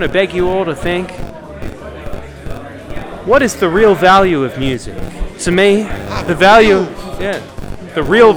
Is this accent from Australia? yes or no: yes; Melbourne, Victoria, Australia; So, I came over from Melbourne, Australia, and I'm just drunk in a club right now in Amsterdam.